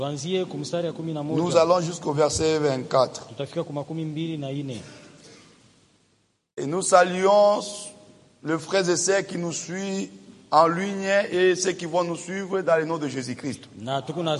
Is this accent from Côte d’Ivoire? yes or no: no; Kongo Central, DR Congo; Je viens du Congo central